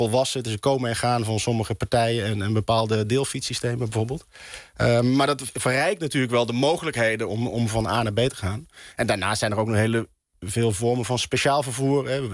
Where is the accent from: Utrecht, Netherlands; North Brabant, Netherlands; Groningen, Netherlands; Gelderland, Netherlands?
North Brabant, Netherlands; Ik kom zelf uit Brabant, uit Oost-Brabant. Dat is ook niet heel goed bereikbaar.